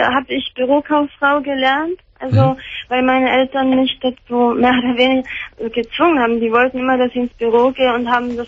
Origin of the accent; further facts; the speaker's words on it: Bavaria, Germany; born there; Also gut, ich bin ja in Bayern geboren